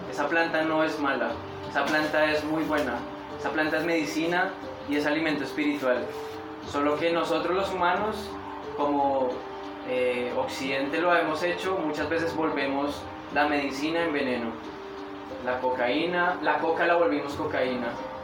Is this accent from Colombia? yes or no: yes; Putumayo, Colombia; vengo de Colombia, vivo en el Putumayo, en una de las zonas más tremendas de este planeta, un lugar, un territorio en el que los Andes y la Amazonía se encuentran